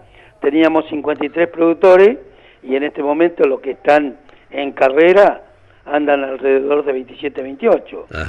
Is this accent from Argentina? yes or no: yes; General Roca, Río Negro, Argentina; Yo soy de Roca, así que sí, lo conozco bien.